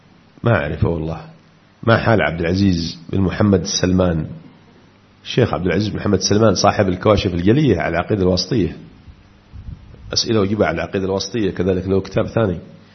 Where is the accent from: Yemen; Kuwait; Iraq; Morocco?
Yemen; Aden; حتى قرأت لصحفي عندنا في عدن يقول